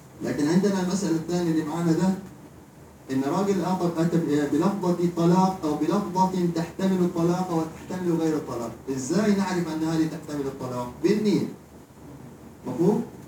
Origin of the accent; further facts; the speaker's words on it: Hadhramaut, Yemen; now in Egypt; زي ما بنقول عندنا في حضرموت